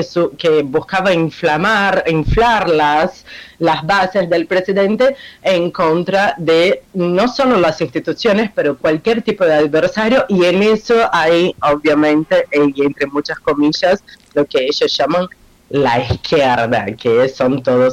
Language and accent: Spanish; Brazil; Spanish is a second language; now in Argentina; no solo porque vivo acá y soy brasileña